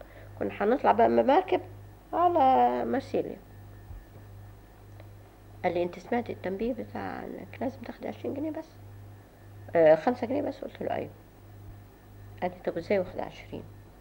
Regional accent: Egypt; وكنت أنا أول مصرية اختارتني عشان تفتيش اللغة الإنجليزية

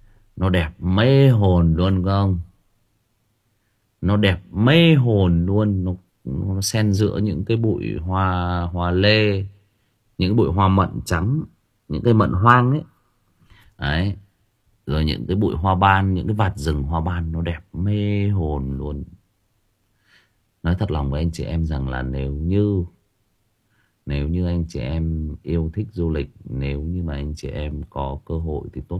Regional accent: Thai Nguyen, Vietnam; also born or lived in Lao Cai; Tôi ở Thái Nguyên, tôi sinh ra lớn lên Thái Nguyên, nhưng mà tôi đã có khoảng 5 năm của tuổi thơ của tôi thì ở trên Lào Cai

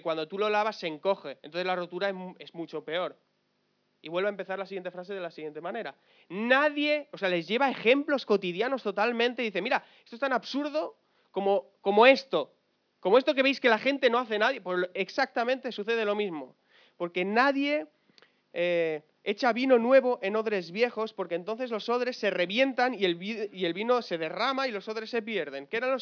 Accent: Alcorcón, Community of Madrid, Spain; nosotros somos de Alcorcón, ¿me entiendes?

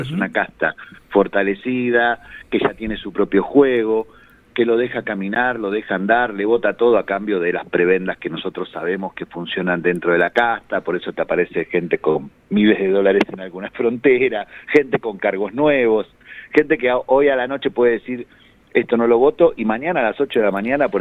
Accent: Argentina; como muchos argentinos, la pasamos muy mal con 200 puntos de inflación teniendo trabajo.

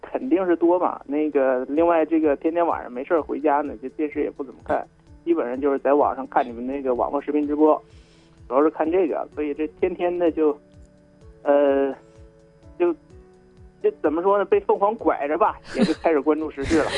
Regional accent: Hebei, China; 大家好，我是河北的

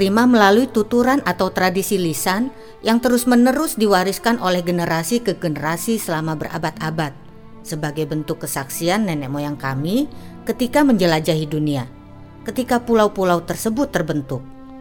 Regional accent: Riau, Indonesia; Aku lahir dan besar di Talang Mama ini.

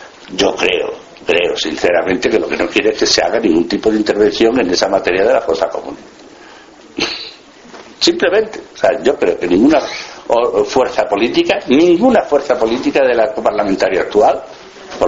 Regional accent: Extremadura, Spain; en mi pueblo, yo soy de Badajoz, de un pueblecito de Badajoz

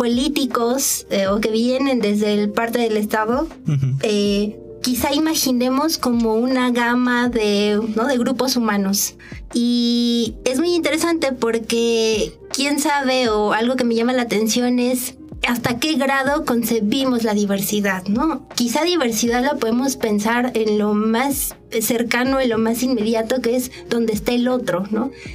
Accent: Mexico; esta identidad que tenemos como en este imaginario social de que somos mexicanos

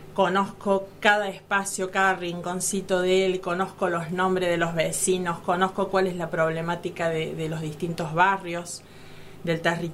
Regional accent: Las Rabonas, Córdoba, Argentina; tengo 52 años y bueno, soy de Las Rabonas, nativa del lugar

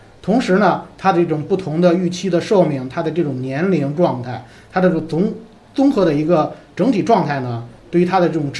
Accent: China; 其实吃来讲呢，是我们中国人传统上非常在意的一个生活的一个非常重要的方面

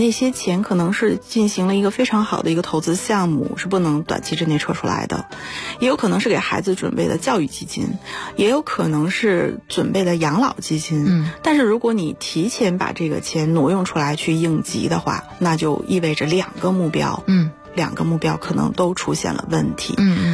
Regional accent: China

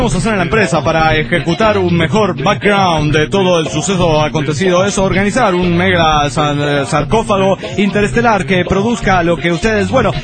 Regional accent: La Paz, Bolivia; de La Paz, Bolivia.

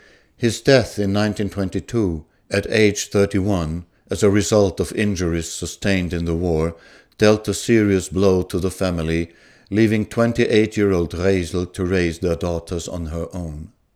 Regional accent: Israel; I grew up in Israel, where few of my generation had grandparents.

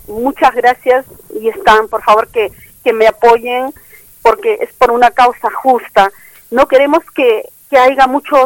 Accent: Peru; Yo soy de Perú.

